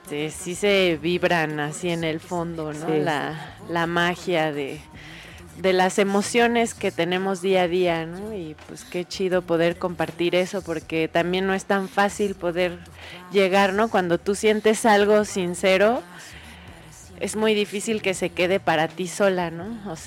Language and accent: Spanish; Mexico City, Mexico; Ah, pues sí, vengo del DF